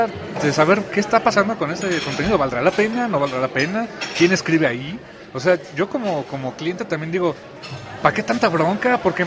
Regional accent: Mexico; pero tengo mi pase, soy de México

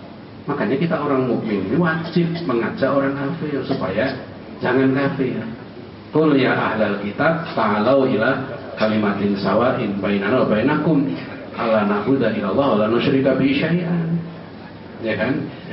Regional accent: Depok, West Java, Indonesia; Saya enggak ada urusan, saya orang Depok ya.

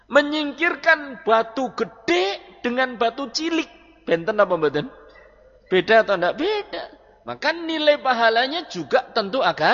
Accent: Prembun, Central Java, Indonesia; Kita punya kenalan di daerah Prembun, desa saya.

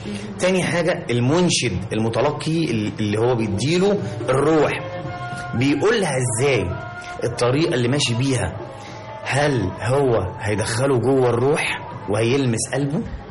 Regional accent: Egypt; حضرتك احنا طبعا احنا كمصريين لازم نضيف لاي حاجه لمسه الجمال

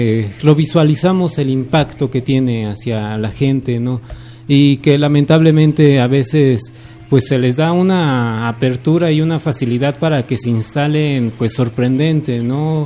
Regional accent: Ozumba, State of Mexico, Mexico; Yo no soy aquí residente de Mecameca, yo soy de una comunidad cercana a 20-30 minutos, que es Ozumba, conocido por su supermercado

